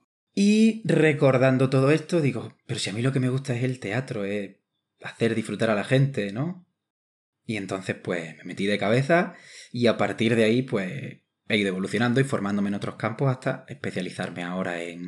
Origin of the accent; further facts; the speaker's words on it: Ronda, Andalusia, Spain; moved away as an adult; now in Madrid, Spain; Pues sí, Ronda es mi ciudad natal, que le tengo muchísimo cariño, mi raíz, ¿no? De dónde vengo.